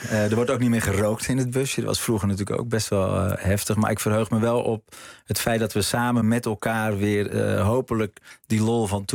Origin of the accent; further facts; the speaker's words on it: North Holland, Netherlands; Nee, ik denk dat wij zijn Noord-Hollanders. We zijn heel nuchter.